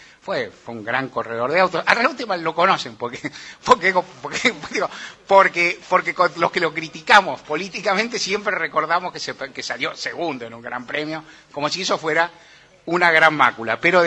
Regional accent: Buenos Aires, Argentina; no he tenido residencia fuera de Buenos Aires salvo un año de mi vida siendo muy chico. Vivo en la misma manzana en que nací, por azares de la vida, por avatares nomás. Y soy un porteño incurable

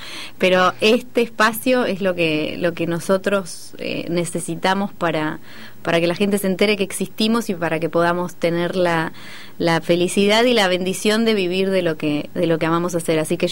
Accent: Buenos Aires, Argentina; Aparte, yo soy de Villa Urquiza, ¿eh?

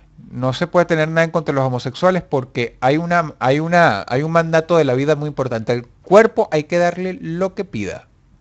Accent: Caracas, Venezuela; Caracas, la ciudad de donde yo nací en Baruta. En una clínica de la que no quiero acordarme. Y viví hasta los 25 años en la urbanización Miranda.

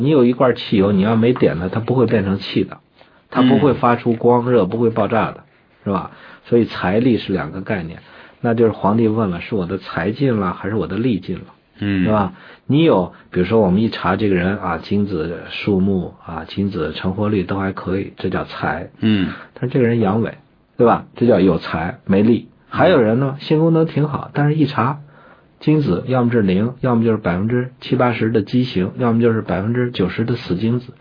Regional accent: China; 我们身为中国人，整天说自个儿是中华人民共和国公民

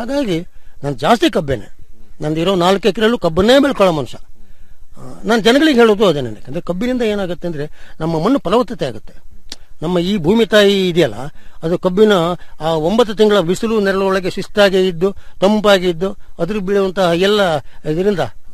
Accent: Sagar, Karnataka, India; ನಾನು ಮೂಲತಃ ಸಾಗರ ತಾಲೂಕು

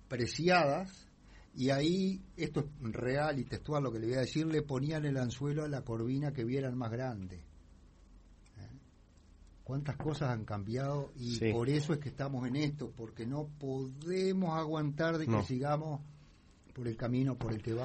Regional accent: Paysandú, Uruguay; yo soy de Paysandú

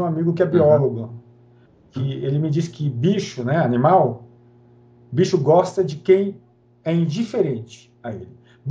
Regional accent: Bahia, Brazil; E eu sou preguiçoso, né? Porque eu sou baiano.

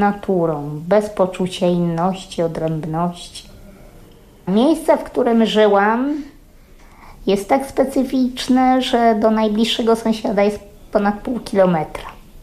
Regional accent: Podlaskie Voivodeship, Poland; Urodziłam się, wychowałam na wsi, kilkadziesiąt kilometrów od Łomży. W takim miejscu, gdzie diabeł mówi dobranoc.

